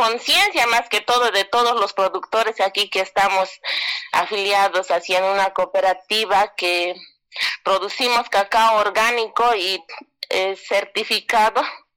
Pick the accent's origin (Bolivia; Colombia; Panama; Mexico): Bolivia; Alto Beni, La Paz; Soy de Alto Beni, el sector Sararía. Estamos entre la provincia Caranavi y entre la Arecaja, al lado de Mayaya. Es bastante conocido el lugar. un lugar bastante hermoso, productivo.